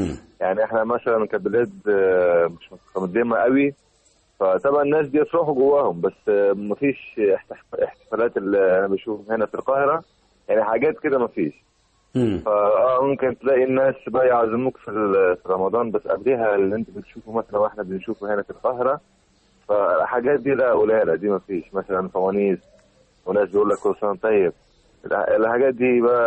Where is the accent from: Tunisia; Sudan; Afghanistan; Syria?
Afghanistan; Arabic is a second language; وبلدنا لسه مش من تبع البلاد المتطوره. في مشاكل عندنا في افغانستان